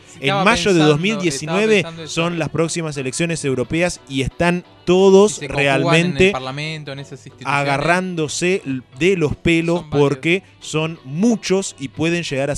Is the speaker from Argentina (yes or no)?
yes; Argentina; ese proceso que nosotros, como latinoamericanos y como argentinos en particular, hemos vivido